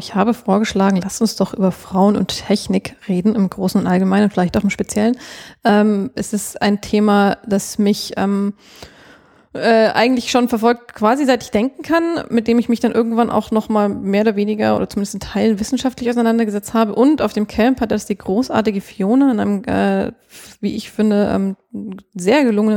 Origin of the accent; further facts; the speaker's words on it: Munich, Bavaria, Germany; ich komme aus München, da bin ich, habe ich einen Großteil meines Lebens verbracht bis zum Abitur. Geboren bin ich außerhalb von München, wenn man es noch genauer nehmen würde, woher ich komme. Ich bin in Dachau geboren